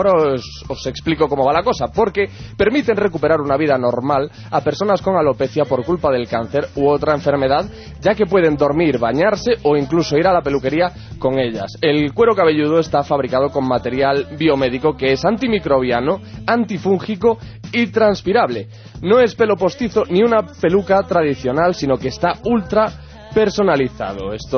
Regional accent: Galicia, Spain; Yo las entiendo perfectamente porque, claro, yo soy gallego.

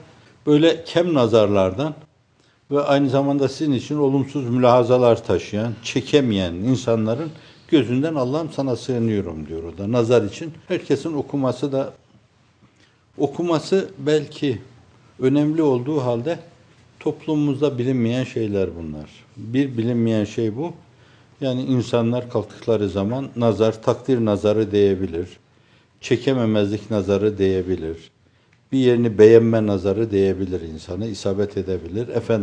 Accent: Erzurum, Turkey; born or raised there

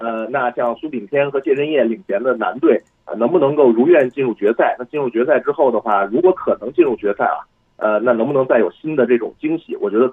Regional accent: China; 那么作为一个中国人，我也就会感到非常自豪的。

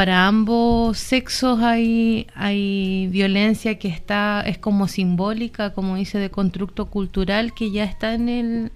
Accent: Chile; a nosotros como sociedad chilena nos ha costado mucho trabajar

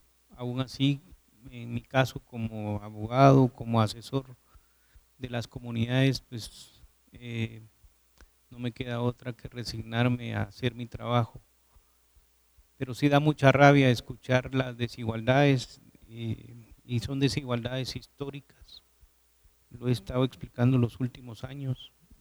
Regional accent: Guatemala; somos ciudadanos guatemaltecos.

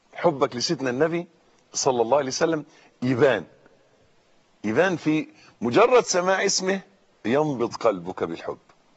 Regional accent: Egypt; صاروا يكرهون المطر عندنا في مصر

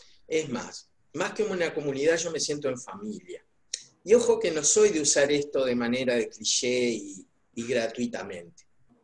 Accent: Paysandú, Uruguay; cuando me vine a vivir a mi ciudad natal, a Paysandú

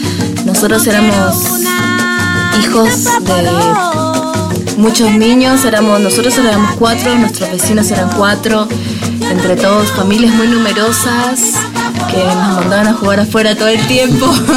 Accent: Bariloche, Río Negro, Argentina; also born or lived in Santa Marta, Colombia; años de mi vida era campo, era selva, pero de muy chica mis papás se viajaron con la familia hacia acá, hacia Bariloche, así que la otra mitad de mi infancia la pasé en Bariloche.

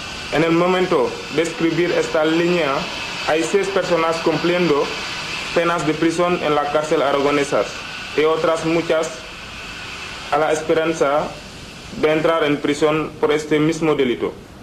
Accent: Senegal; now in Spain; soy de Senegal, llevo menos de 2 años en España.

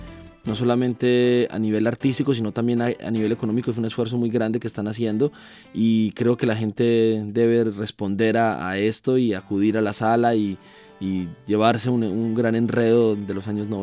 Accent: Ecuador; que también en mi país sucede, entre que los de una zona no quieren a los otros

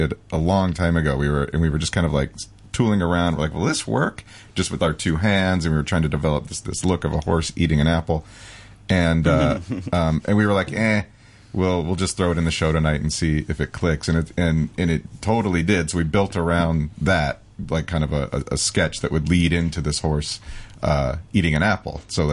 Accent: Albuquerque, New Mexico, United States; We grew up in Albuquerque, New Mexico

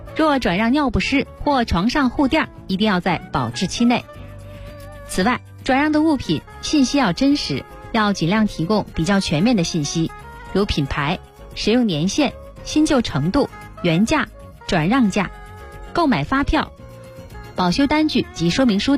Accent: Beijing, China; 这个可以解决咱们北京人出游的问题，是吧？

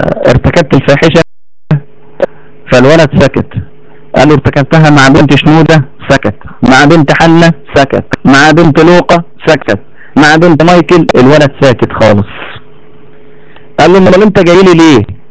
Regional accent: Egypt; واحنا عندنا في مصر هنا

